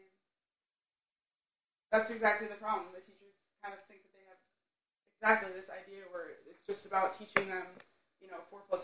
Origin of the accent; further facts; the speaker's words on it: New York, United States; And I've been growing up in New York, in the suburb of New York City.